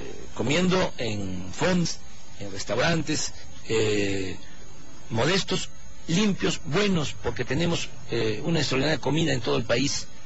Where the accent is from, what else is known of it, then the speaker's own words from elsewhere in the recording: Tabasco, Mexico; Sí, en mi tierra y en mi agua.